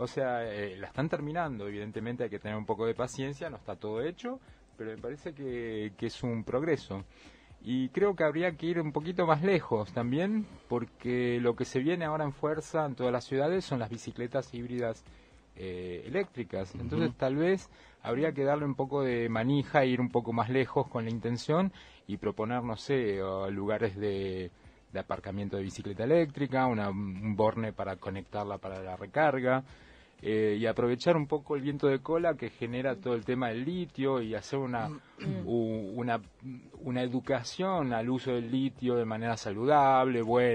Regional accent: Buenos Aires, Argentina; Yo vengo de Buenos Aires

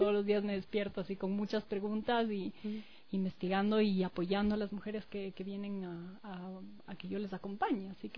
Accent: Quito, Pichincha, Ecuador; Mis papás son argentinos, pero vinieron a vivir aquí hace mucho tiempo. Mi mamá vivió más de la mitad de la vida en esta ciudad, así que yo me considero súper quiteña. Nacida también aquí yo y mi hermana. Tengo 38 años.

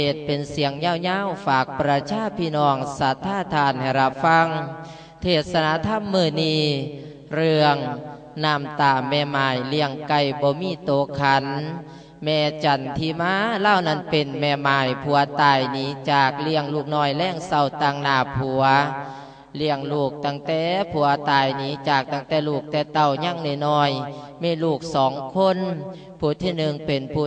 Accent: Nikhom Kham Soi, Mukdahan, Thailand; สำหรับตัวของ … บ้านเกิดเมืองนอนบ้านหน้าอุดมตำบลหน้าอุดมอำเภอนิคมคำสอยจังหวัดมุกดาหาร

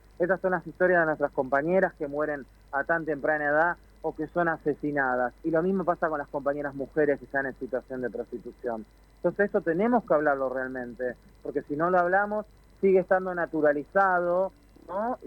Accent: La Matanza, Buenos Aires Province, Argentina; Yo soy matancera, yo soy de La Matanza.

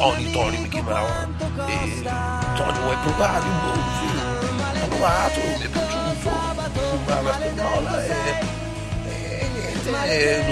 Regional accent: Bologna, Emilia-Romagna, Italy; siamo entrambi di Bologna

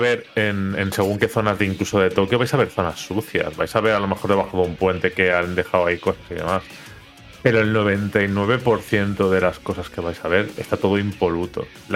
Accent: Valencian Community, Spain; Nosotros que somos zona comunidad valenciana

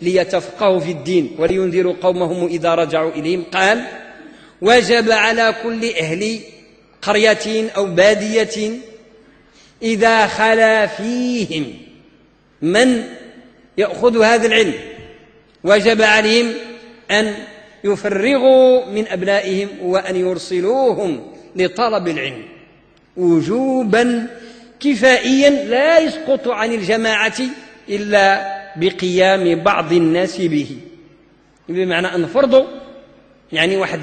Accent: Morocco; يعني مدارس التعليم العتيق اللي عندنا في المغرب عندها أزمة

